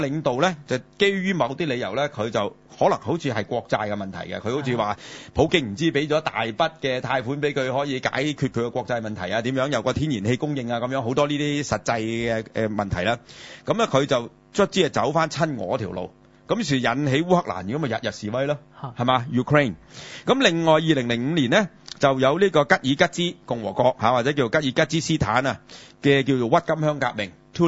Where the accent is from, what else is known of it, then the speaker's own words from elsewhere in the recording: Hong Kong; 我作為香港人啦，作為中國人啦